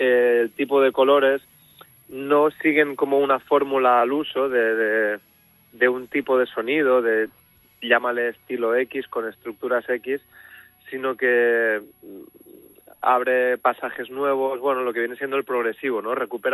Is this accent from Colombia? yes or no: no; Ibiza, Balearic Islands, Spain; Yo somos los tres de Ibiza y nos conocemos de toda la vida